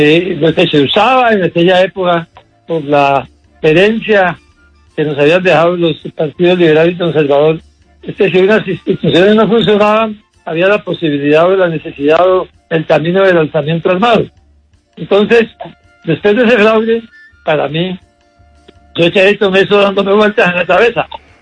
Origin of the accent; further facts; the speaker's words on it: Pasto, Nariño, Colombia; also born or lived in Cali; Yo viví primero hasta los 9 años, después viví en Cali unos 20 años más, y volví a Pasto cuando me propusieron que fuera candidato a la alcaldía en 1994, y fui alcalde de Pasto